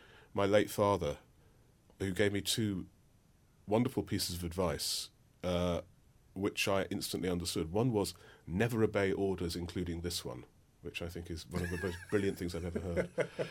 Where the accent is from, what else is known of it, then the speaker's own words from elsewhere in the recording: London, United Kingdom; I'm a Londoner, born and bred in London, and I love cities